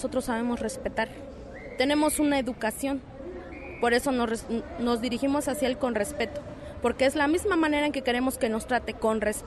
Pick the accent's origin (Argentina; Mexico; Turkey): Mexico; como somos mexicanos, personas respetuosas que estamos tratando de trabajar.